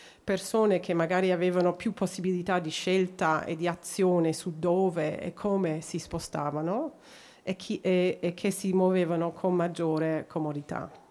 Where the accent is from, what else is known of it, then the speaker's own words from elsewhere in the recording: Australia; Italian is a second language; non sono austriaca o tedesca, sono australiana, quindi vi chiedo scusa di non né poter parlare in tedesco e solo nel mio italiano non perfetto.